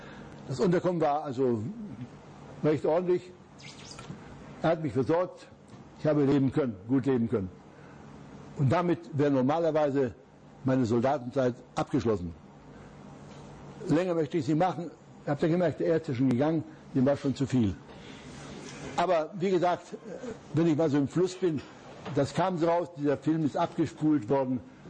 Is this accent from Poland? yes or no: yes; Upper Silesia, Poland; Ich wollte vielleicht noch in meine Heimat, nach Oberschlesien.